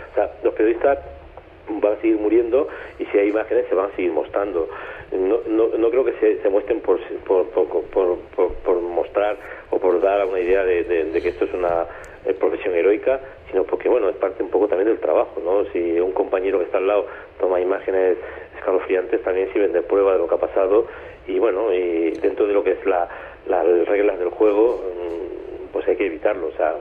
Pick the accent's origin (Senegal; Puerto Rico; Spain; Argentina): Spain; Me temo que en los últimos años, en mi país, España, los periodistas cada vez están más cerca del poder